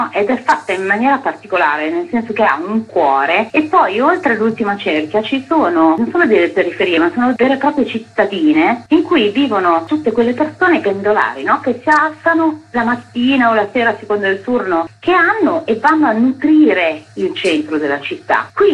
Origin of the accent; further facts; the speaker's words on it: Milan, Lombardy, Italy; now in Rome, Italy; io sono nata a Milano, cresciuta a Milano, ormai sono tantissimi anni che sono a Roma